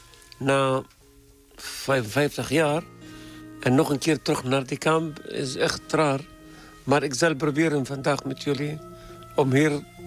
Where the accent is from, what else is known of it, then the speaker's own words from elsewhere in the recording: Palestine; Dutch is a second language; now in Netherlands; Ik ben respect alle Palestijnse partij in Palestina. Maar ik ben solidariteit met ons volk. Ik zit nu in Nederland meer dan 30 jaar.